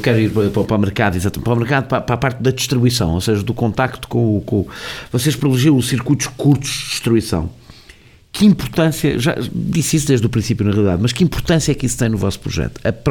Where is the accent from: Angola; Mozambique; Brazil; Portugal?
Portugal; Lisbon; Eu costumo dizer que sou de Lisboa.